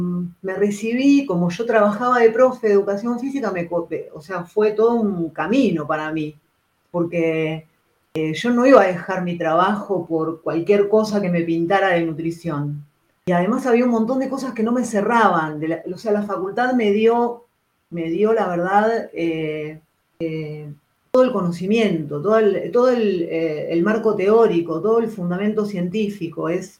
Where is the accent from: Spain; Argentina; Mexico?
Argentina; Patagonia; born there; Sigo siendo argentina, orgullosamente argentina, y de esta tierra, y de los Andes, porque yo nací en la Patagonia, y de la Pampa también, o sea, no soy oriental, no soy ni budista, ni hindú tampoco, o sea, no soy de allá, soy de acá.